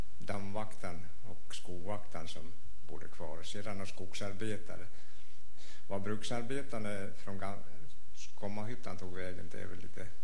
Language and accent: Swedish; Östansjö, Örebro County, Sweden; moved away as an adult; Ja, här är jag född och uppfödd till mitt 20:e år när jag flyttade härifrån.